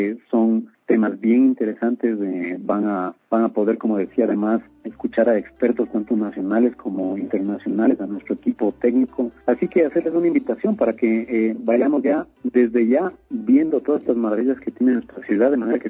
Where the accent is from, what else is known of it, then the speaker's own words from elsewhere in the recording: Quito, Pichincha, Ecuador; Somos los mismos quiteños, somos los residentes de nuestra ciudad